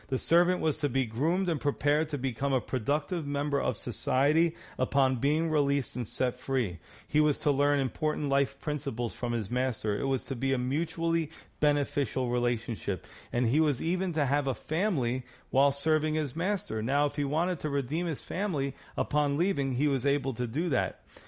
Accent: New York, United States; Listen, I'm a New Yorker. You know, I don't trust anybody.

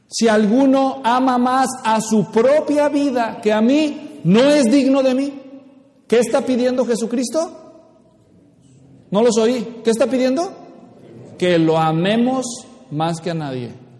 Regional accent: Mexico; soy mexicano y hay partes de México donde nos gusta andarnos con rodeos y otras partes donde son muy directos.

